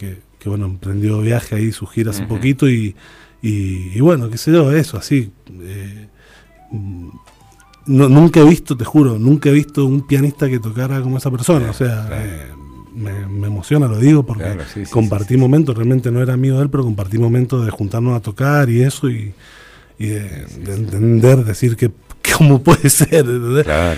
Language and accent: Spanish; Mendoza, Argentina; quizás de jugades que somos nomás los mendocinos de la composición, ¿viste?